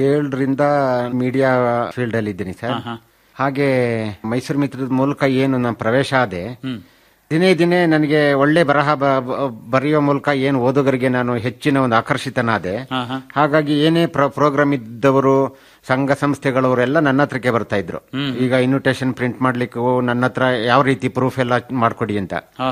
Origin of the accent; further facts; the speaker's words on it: Holenarasipura, Karnataka, India; now in Kodagu, India; ಮೂಲತಃ ಹಾಸನ ಜಿಲ್ಲೆ ಹೊಳೆನಶಿಪುರ ತಾಲೂಕು ನನ್ನ ಹುಟ್ಟೂರು.